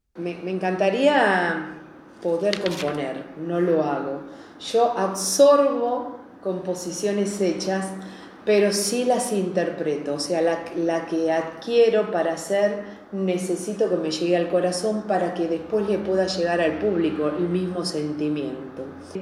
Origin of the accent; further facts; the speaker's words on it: Ciudadela, Buenos Aires Province, Argentina; born there; Sí, yo soy nacida en Ciudadela, mis papás son de Ciudadela, más de 100 años que tiene la familia … Ciudadela, ¿no? Porque, bueno